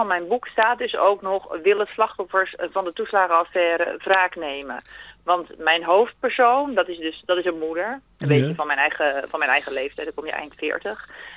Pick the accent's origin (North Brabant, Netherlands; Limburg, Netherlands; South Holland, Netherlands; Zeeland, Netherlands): South Holland, Netherlands; Puttershoek; Ik ben zelf opgegroeid in de Hoekse Waard.